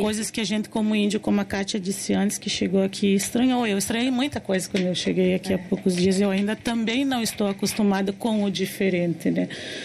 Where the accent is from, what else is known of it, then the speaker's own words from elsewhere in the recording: Rio Grande do Sul, Brazil; also born or lived in Paraná; eu sou do Paraná, né? Mas a minha vida inteira vivi no Rio Grande do Sul.